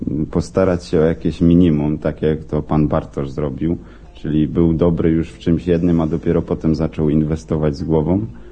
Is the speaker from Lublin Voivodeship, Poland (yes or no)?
no; Rybnik, Silesian Voivodeship, Poland; No bo ja też jestem z Rybnika